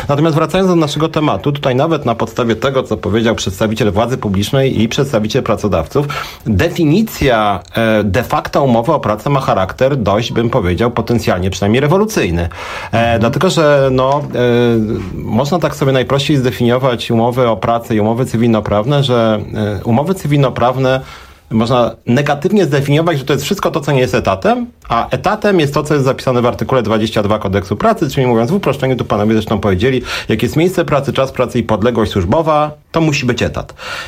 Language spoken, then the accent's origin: Polish; Warsaw, Masovian Voivodeship, Poland; jestem z Warszawy